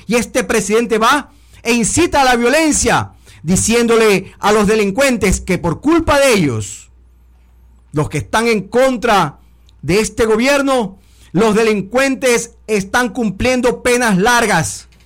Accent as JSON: {"language": "Spanish", "country": "Ecuador", "said": "las víctimas somos todos los ecuatorianos decentes que estamos siendo asaltados y atropellados continuamente"}